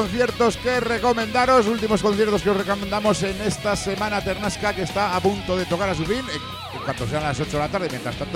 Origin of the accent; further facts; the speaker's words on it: Teruel, Aragon, Spain; no, que ahora nosotros somos de Teruel. Paisanos aragoneses, zaragozanos